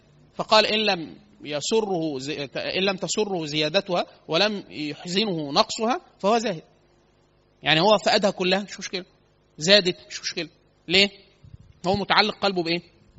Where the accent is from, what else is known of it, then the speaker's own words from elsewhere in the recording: Upper Egypt, Egypt; احنا عندنا في الصعيد كتير سوق الخضار، فسوق كبيرة جدا.